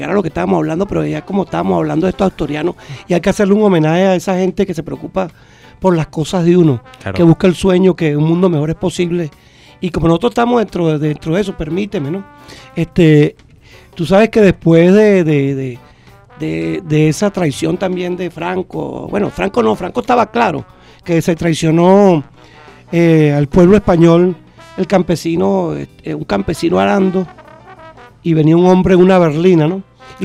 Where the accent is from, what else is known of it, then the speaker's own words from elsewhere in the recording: Venezuela; como venezolano, si tengo fuerza para empuñar un fusil, con mucho gusto me voy a la hermana República de Colombia